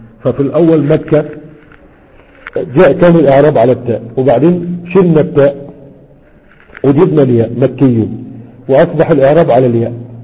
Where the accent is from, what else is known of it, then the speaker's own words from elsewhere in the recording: Egypt; عندنا في مصر